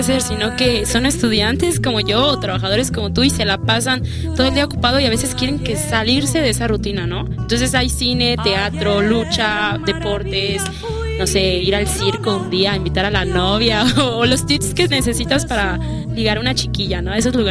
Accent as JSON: {"language": "Spanish", "town": "Acapulco", "region": "Guerrero", "country": "Mexico", "said": "Vengo del patio trasero del Distrito Federal, por quien no lo conoce, Acapulco, Guerrero, donde se mueve la pancita por un peso y se vende mango con chile, y es un paradisíaco puerto."}